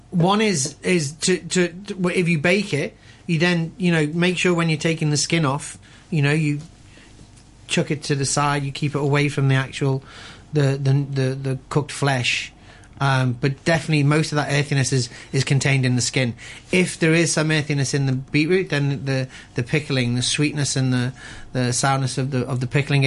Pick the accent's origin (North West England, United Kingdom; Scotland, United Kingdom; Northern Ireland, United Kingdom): North West England, United Kingdom; Liverpool; I'm from Liverpool